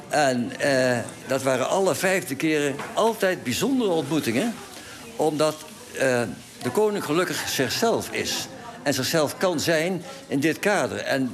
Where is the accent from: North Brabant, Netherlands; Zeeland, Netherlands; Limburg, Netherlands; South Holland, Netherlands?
North Brabant, Netherlands; Eindhoven; ik kom uit Eindhoven.